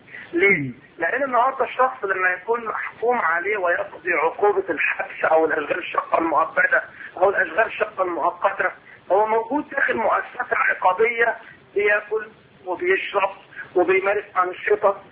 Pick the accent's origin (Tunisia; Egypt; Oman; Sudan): Egypt